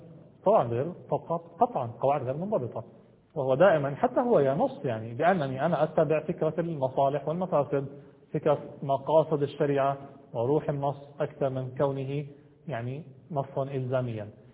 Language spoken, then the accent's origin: Arabic; Jordan; مثلا في بلادي أنا جئت من الأردن